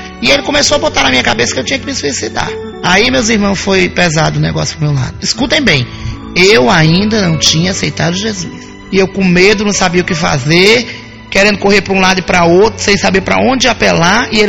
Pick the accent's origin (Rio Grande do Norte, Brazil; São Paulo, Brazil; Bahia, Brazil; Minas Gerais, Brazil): Bahia, Brazil; minha filha, eu sou baiana do Brasil.